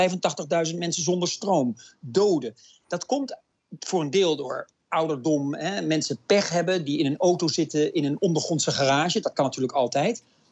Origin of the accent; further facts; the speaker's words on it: Netherlands; En ik ben dan als Nederlander misschien wat nuchter en denk van, nou, zo'n storm, dat zal wel meevallen, zo'n stormpje. En dan is het toch, dit soort stormen hebben we niet in Nederland.